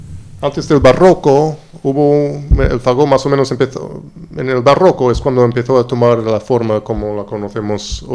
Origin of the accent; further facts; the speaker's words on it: Long Island, New York, United States; Sí, claro, yo soy de la Isla Larga, Long Island, cerca de Nueva York.